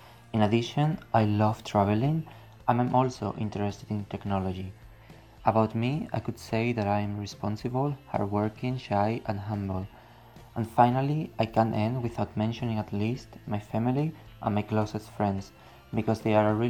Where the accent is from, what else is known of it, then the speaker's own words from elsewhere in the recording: Estepona, Andalusia, Spain; now in Madrid, Spain; I'm 19 years old and I'm from Estepona, Malaga. However, I'm living now in Madrid during the academic year since I study film, television and media studies in the Carlos III University.